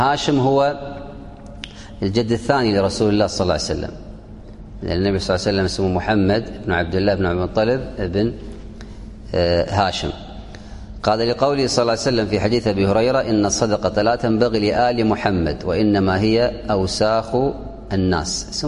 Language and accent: Arabic; Kuwait; عندنا في الكويت أهل الكويت أهل خير